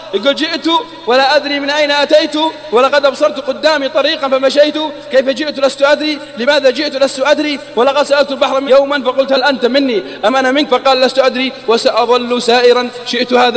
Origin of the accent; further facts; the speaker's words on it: Al-Qassim, Saudi Arabia; عندنا في القصيم برد يقص المسمار